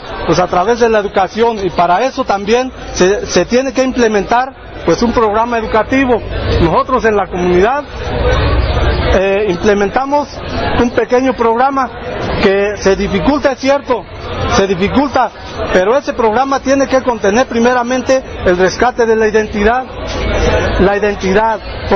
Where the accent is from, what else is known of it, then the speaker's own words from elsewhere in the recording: Cherán, Michoacán, Mexico; Yo, por ejemplo, soy de Cherán. Cherán es una comunidad que no fue colonizada, ¿sí? La forma como nos colonizaron a nosotros fue a través de la cruz, la religión, pero es una comunidad que no es mestiza